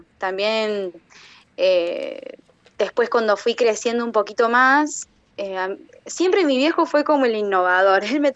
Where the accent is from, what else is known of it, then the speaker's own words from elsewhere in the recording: Córdoba, Argentina; yo soy de Argentina, vivo en Córdoba.